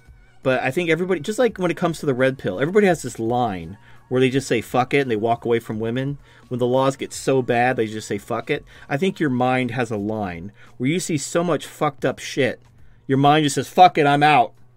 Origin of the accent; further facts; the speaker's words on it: Atlanta, Georgia, United States; I'm an incel from Atlanta.